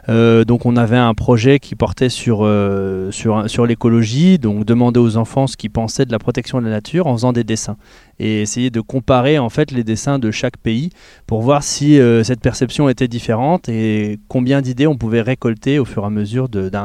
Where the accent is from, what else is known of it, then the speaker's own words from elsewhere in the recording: Saint-Dié-des-Vosges, Grand Est, France; on habitait à Saint-Dié, on est natif de Saint-Dié